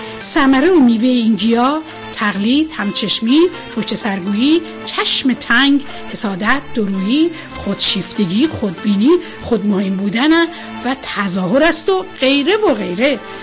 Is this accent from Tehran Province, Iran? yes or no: no; Bandar Torkaman, Golestan, Iran; در بچه بندرشاه و در بندر ترکمن فعلی متولد شدم. به همه همشهریایم هم در سراسر جهان سلام عرض می کنم.